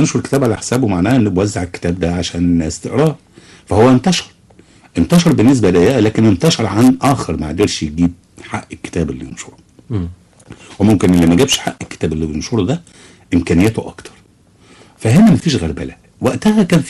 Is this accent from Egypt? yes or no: yes; Egypt; يعني الان احنا نسال نفسنا الاول كمصريين عندنا كم مجله لنشر الاداب المصريه؟